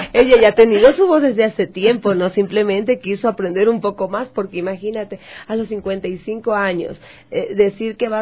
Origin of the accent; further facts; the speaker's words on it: Manabí, Ecuador; me gusta muchísimo … Y por qué no grabarlo si yo me siento tan orgullosa de mi tierra.